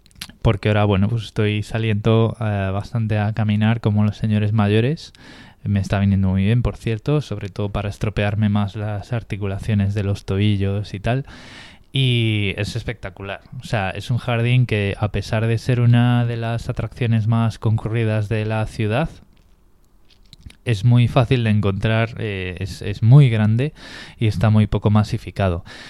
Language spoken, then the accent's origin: Spanish; Spain; es que soy español